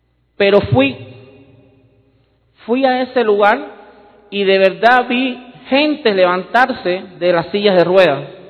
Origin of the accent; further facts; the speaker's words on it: Cuba; born there; desde que yo nací, a los niños en Cuba se les educa en lo que es ir en contra de todo lo que es Dios, es el ateísmo.